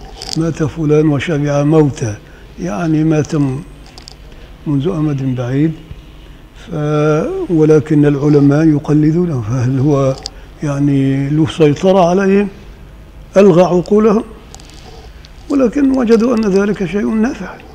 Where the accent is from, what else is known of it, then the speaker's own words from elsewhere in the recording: Upper Egypt, Egypt; فإنما عندنا في الصعيد كده، الصعيد الأدنى